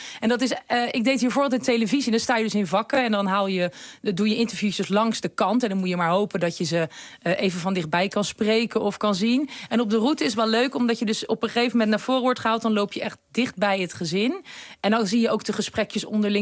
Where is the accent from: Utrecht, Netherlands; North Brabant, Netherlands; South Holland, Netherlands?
South Holland, Netherlands; The Hague; Ik kom zelf uit Den Haag, dus ik ben gewend dat het heel bruisend is.